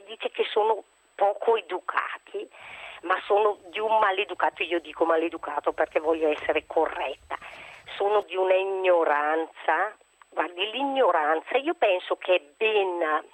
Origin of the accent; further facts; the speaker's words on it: Bergamo, Lombardy, Italy; mi vergogno di dire che sono di Bergamo